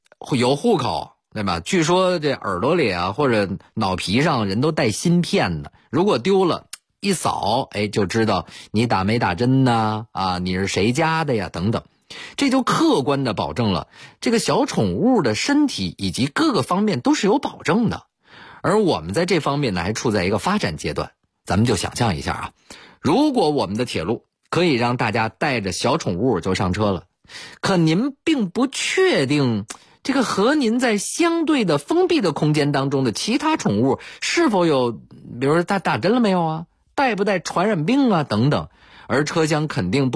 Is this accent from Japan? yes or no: no; Beijing, China; 我是北京人，所以上学工作基本上都在北京，只有出差的时候可能会买火车票。